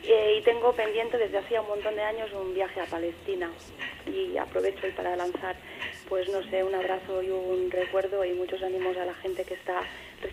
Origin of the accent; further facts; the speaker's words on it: Sallent, Catalonia, Spain; yo soy de un pueblo que estaría situado en el centro del Principat, que se llama Sallent, es un pueblecito de 7.000 habitantes y es un pueblo minero y de bastante tradición obrera